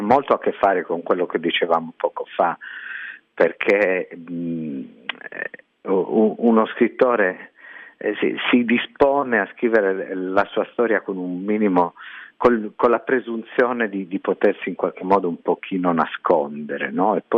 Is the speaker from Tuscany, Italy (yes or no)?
no; Sardinia, Italy; born there; Faccio lo scrittore per mestiere e sono nato in Sardegna.